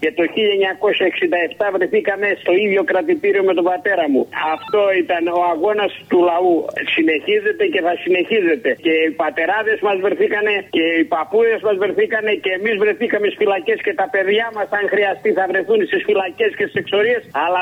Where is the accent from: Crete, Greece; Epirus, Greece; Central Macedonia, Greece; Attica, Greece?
Attica, Greece; Acharnes; Είμαι ο θεολόγος από το Μενίδη.